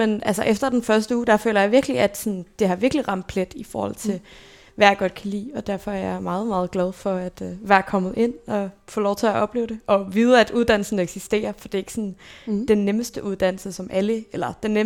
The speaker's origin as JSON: {"language": "Danish", "region": "Zealand", "country": "Denmark", "tie": "born or raised there", "also_born_or_lived": "Copenhagen", "said": "jeg blev født i København"}